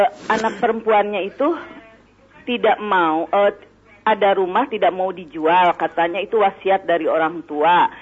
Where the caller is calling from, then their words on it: Cirebon, West Java, Indonesia; Saya dari Cirebon, Pak.